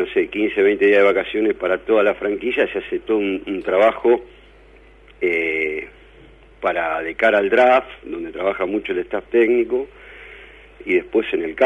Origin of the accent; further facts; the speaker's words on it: Argentina; Obviamente nosotros como argentinos tenemos la ilusión de verlo en acción